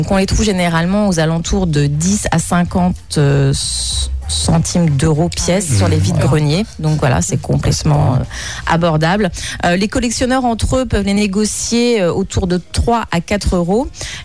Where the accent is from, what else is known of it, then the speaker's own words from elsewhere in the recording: France; Donc c'est vraiment en 87 que chez nous en France